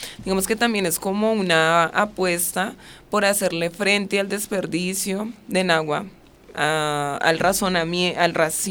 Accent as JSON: {"language": "Spanish", "country": "Colombia", "tie": "born or raised there", "said": "todos somos chicos que vivimos y pues crecimos en Ciudadela Sucre"}